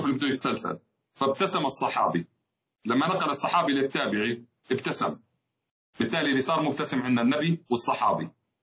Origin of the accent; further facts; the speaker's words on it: Jordan; وطبعا بلدنا الحبيب الغالي بلدنا الأردن